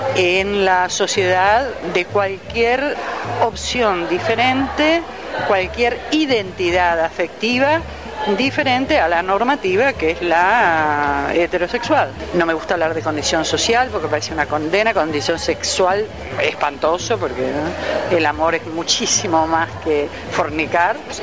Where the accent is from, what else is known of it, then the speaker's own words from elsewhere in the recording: La Plata, Buenos Aires Province, Argentina; escritora, y vengo de La Plata.